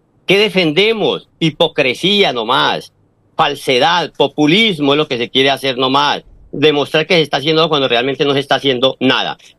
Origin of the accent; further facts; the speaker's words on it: Colombia; moved away; colombianos seguimos siendo, así cambiemos de lugar de residencia, seguimos siendo colombianos